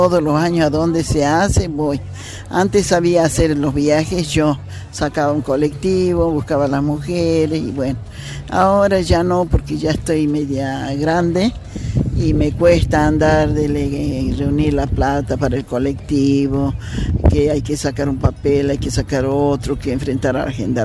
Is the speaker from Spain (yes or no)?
no; Uquía, Jujuy, Argentina; soy artesana de Uquía, pero vendo en Humahuaca, que es un pueblito cerca de 12 kilómetros antes de llegar a Humahuaca.